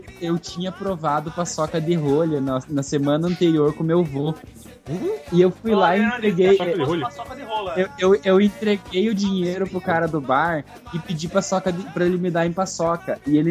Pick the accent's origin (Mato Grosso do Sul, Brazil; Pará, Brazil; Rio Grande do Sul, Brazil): Pará, Brazil; Eldorado dos Carajás; Eu sou nascido no interior onde ocorreu o massacre de Eldorado dos Carajás. Eu fui criado sem eletricidade até os 3 anos